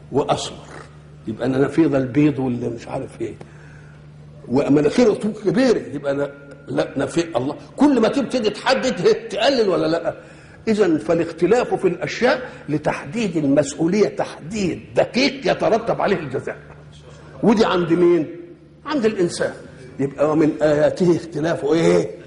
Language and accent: Arabic; Egypt; أنا مصري،